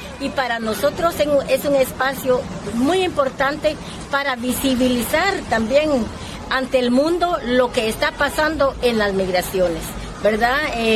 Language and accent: Spanish; Guatemala; soy Maya Cachiquel de Guatemala.